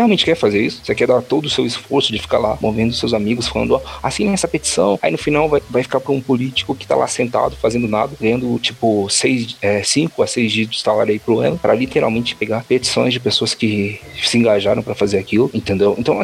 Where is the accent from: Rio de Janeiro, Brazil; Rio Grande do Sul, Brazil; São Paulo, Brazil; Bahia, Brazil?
São Paulo, Brazil; inclusive pra mim, que eu sou aqui de São Paulo